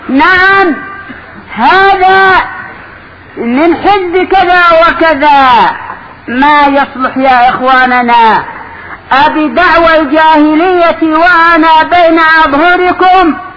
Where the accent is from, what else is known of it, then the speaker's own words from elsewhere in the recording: Yemen; عندنا باليمن كان بعض الشباب قد أصبح مؤلفا وأصبح محققا